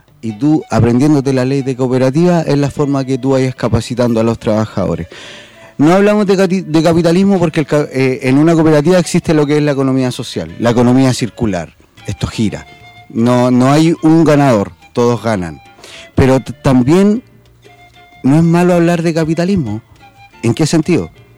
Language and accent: Spanish; Buenos Aires, Argentina; porque acá somos todos porteños.